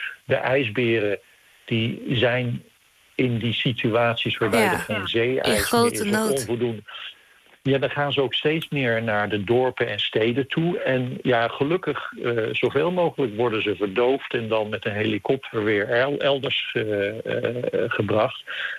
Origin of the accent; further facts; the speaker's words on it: Netherlands; als Nederlander, ik voel me nog steeds in het paradijs met al die dieren om me heen.